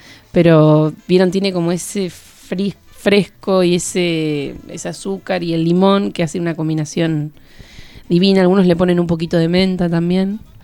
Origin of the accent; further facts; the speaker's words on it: Bahía Blanca, Buenos Aires Province, Argentina; Yo soy de Bahía Blanca